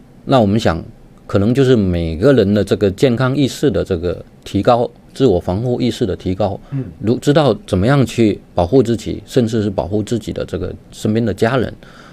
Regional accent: southern China, China; moved away as an adult; now in Beijing, China; 大家看我听我的这个口音啊，非常的这个非常的重，我是南方人。然后呢，那个，但是我那个大学一毕业，研究生一毕业之后呢，我就到北京来工作。然后呢，也算是北京呢是我的这个第二故乡。

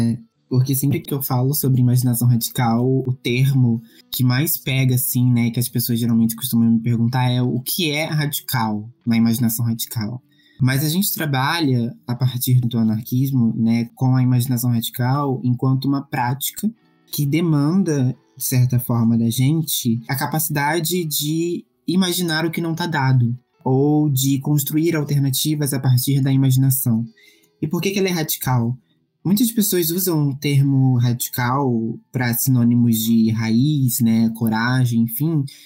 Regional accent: Rio de Janeiro, Brazil; eu sou do Rio, eu sou artista, tradutor, pesquisador, educador, eu escrevo também.

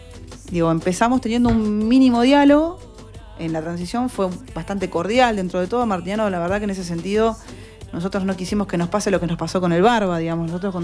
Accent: Quilmes, Buenos Aires Province, Argentina; nacida en Quilmes, nací en La Modelo.

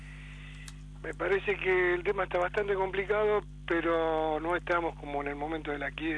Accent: Ramos Mejía, Buenos Aires Province, Argentina; soy de Ramos Mejía.

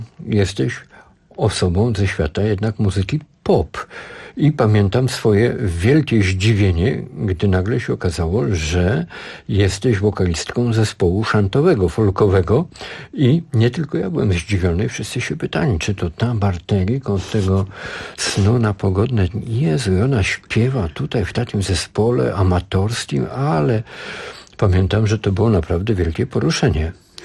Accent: Warsaw, Masovian Voivodeship, Poland; Ja z Warszawy.

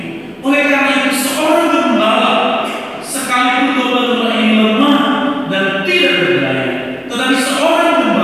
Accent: Nias, North Sumatra, Indonesia; Saudara saya teringat masa kecil saya di Nias, gitu ya, di kampung saya.

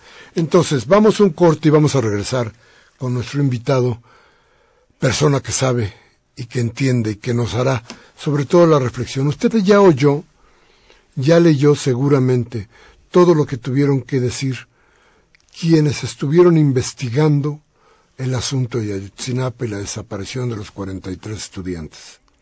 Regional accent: Mexico; una vergüenza como mexicanos.

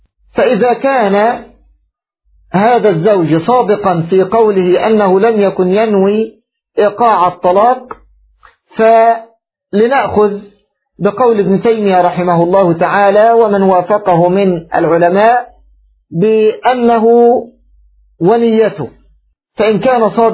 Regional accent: Egypt; فالرجل كما تقول العامة عندنا في مصر يربط بلسانه

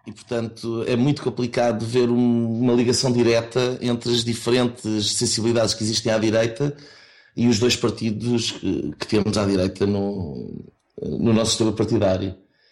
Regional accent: Lisbon, Portugal; also born or lived in Cascais; now in Leuven, Belgium; Já estou aqui há 3 anos, sou originário de Lisboa e Cascais, onde cresci

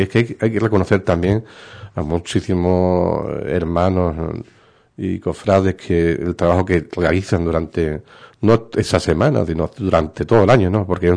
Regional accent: Ubrique, Andalusia, Spain; el potencial que a mí me interesa es el pueblo de mi pueblo de Ubrique

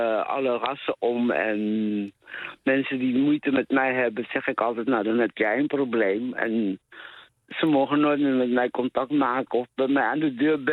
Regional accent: West Papua, Indonesia; born there; Dutch is a second language; Nou, ik ben geboren op het grote eiland West-Papua.

